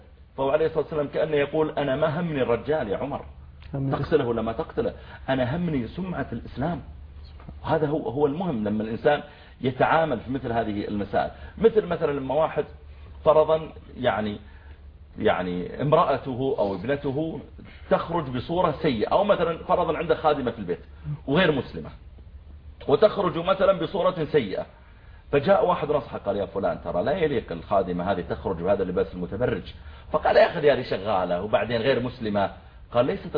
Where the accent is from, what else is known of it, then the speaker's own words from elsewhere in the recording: Saudi Arabia; قلت والله أنا I'm from سعودية عربية